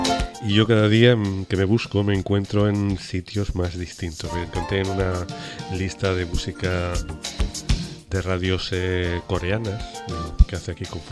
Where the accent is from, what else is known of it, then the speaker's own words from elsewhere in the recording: Huesca, Aragon, Spain; Pues si no lo sabías, soy de Huesca, o sea que por eso el interés.